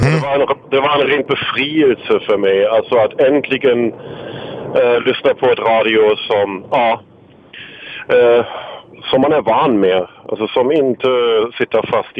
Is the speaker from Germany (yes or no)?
yes; Berlin, Germany; Swedish is a second language; moved away as an adult; now in Sweden; Ja, som du kanske redan har gissat, kommer jag från Tyskland.